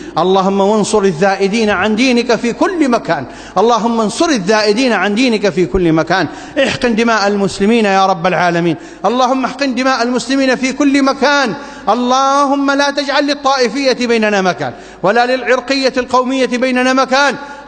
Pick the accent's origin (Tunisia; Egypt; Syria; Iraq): Iraq; اللهم ابسط الأمن والأمان في بلادنا العراق